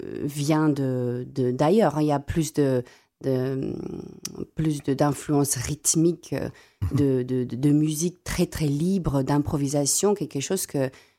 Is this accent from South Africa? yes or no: yes; South Africa; first language Afrikaans; French is a second language; j'affectionne beaucoup ma langue maternelle, donc qui est l'afrikaans.